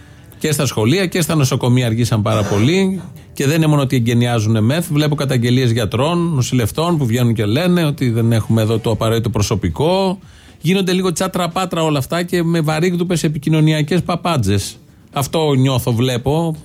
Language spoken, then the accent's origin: Greek; Athens, Attica, Greece; επειδή εγώ ήμουν και από την Αθήνα